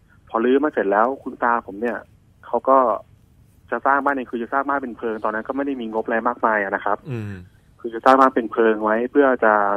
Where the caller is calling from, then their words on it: Sai Mai, Bangkok, Thailand; ตอนนี้ผมอยู่สายใหม่ครับ